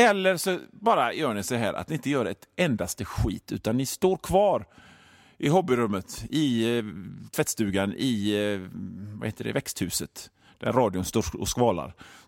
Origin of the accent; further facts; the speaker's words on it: Gothenburg, Västra Götaland County, Sweden; accent: Gothenburg dialect; Jag måste på något sätt vänja mig av med min göteborgska, känner jag.